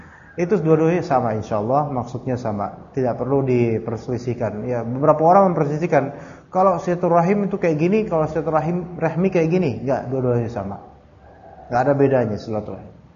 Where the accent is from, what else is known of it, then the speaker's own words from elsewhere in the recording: Jakarta, Indonesia; Saya orang mana sih ya? Jakarta, Betawi, Sunda, Jawa juga.